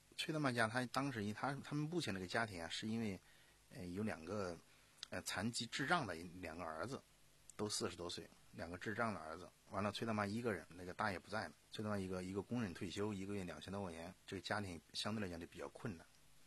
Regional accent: Sichuan, China; 从一个我四川啊，在大巴山， 川东地区属于大巴山啊，这个走出来的，所以吃过苦的

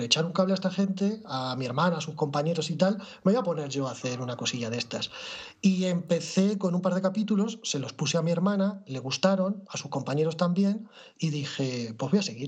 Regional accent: Toledo, Castilla-La Mancha, Spain; Sí, yo soy de Toledo.

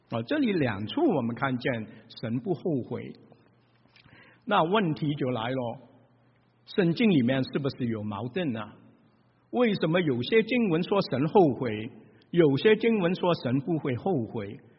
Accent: Shanghai, China; 我们上海人就会说，哎呀，哦咯子哦咯的嘞，哦咯死了，这个就是上海话，就是后悔。

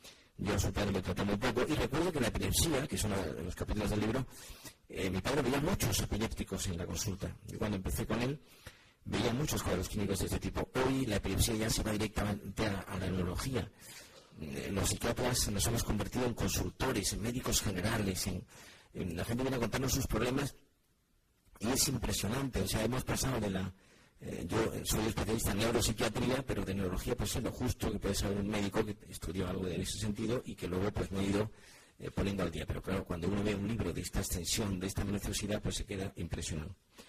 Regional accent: Granada, Andalusia, Spain; Rafael y yo somos andaluces, los dos somos de Granada.

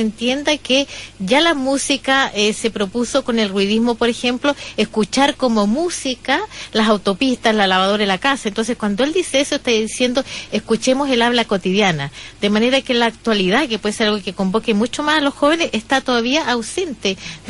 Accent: Chile; en Chile es muy difícil encontrar un poeta malo, porque nuestra forma de hablar tiene que ver con eso.

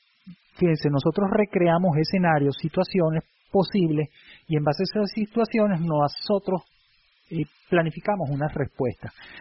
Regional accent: Caracas, Capital District, Venezuela; en este caso específicamente de Caracas, porque somos caraqueños.

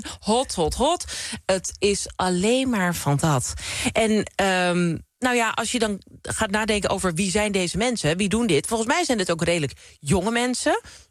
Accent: Krommenie, North Holland, Netherlands; Krommeny. Ik kom uit de Zaanstreek en dat is een arbeidersstreek. Veel fabrieksarbeiders. Er is een grote fabrieksindustrie altijd geweest.

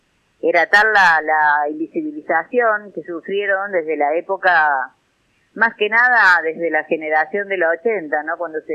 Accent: Villa Sardino, Córdoba, Argentina; investigando la historia acá de mi pueblo, ¿no? Porque nuestra organización tiene sede acá en Villa Sardino, que es en el centro casi del Valle de Punilla.

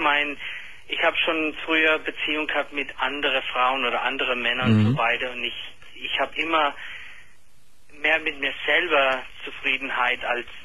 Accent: United States; German is a second language; ich bin Amerikaner, es tut mir leid mit meinem Deutsch

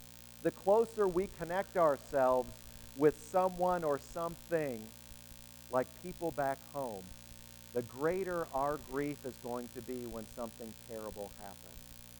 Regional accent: Wisconsin, United States; I can remember years ago now when a terrible tornado tore through the town that I was raised in Wisconsin.

